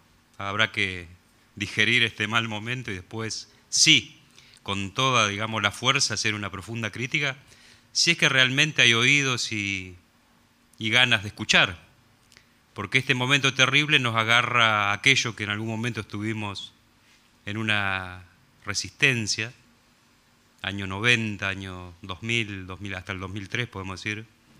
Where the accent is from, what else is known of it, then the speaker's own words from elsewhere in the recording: Argentina; como argentinos, argentinas, tenemos el derecho de hacerlo y pedir explicaciones